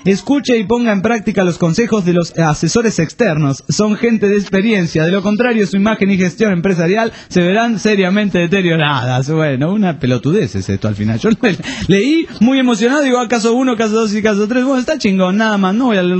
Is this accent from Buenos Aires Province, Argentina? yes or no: no; San Juan, Argentina; Soy de San Juan y espero, estoy más al pedo que ustedes.